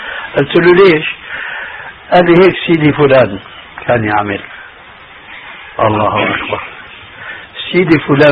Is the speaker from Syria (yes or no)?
yes; Damascus, Damascus Governorate, Syria; دخلت المسجد في عندنا في دمشق